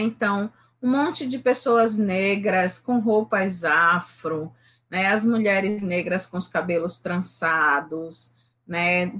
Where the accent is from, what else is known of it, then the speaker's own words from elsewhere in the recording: Recife, Pernambuco, Brazil; Mas aos 6 anos eu me mudei para o Alto Santa Terezinha, que é um bairro aqui na Zona Norte. Eu ainda moro na Zona Norte, eu gosto muito de morar na Zona Norte do Recife, né?